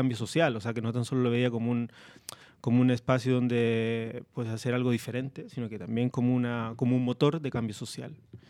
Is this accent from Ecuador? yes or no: no; Parral, Maule, Chile; Sí, de un pueblito que se llama Parral.